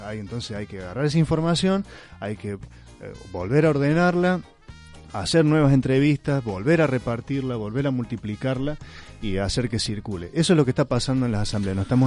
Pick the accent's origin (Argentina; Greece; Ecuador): Argentina; Córdoba; vengo desde Córdoba, de la Asamblea Villayarino Despierta.